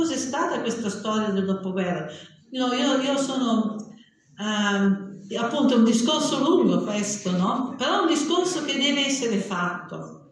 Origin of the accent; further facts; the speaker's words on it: Parma, Emilia-Romagna, Italy; moved away as an adult; Io vengo da Parma, città delle barricate